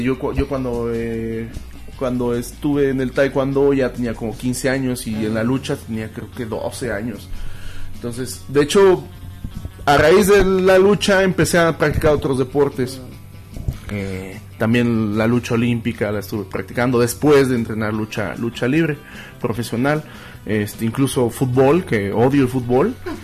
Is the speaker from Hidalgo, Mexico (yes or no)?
yes; Tulancingo, Hidalgo, Mexico; also born or lived in Cárdenas, Tabasco; Bueno, ahora sí que yo nací en Cárdenas, mis padres vivían allá, entonces por eso soy tabasqueño. Pero se podría decir que pues, básicamente mi sangre es de hidalguenses. Desde los 6, 7 años vivo en Tulancingo.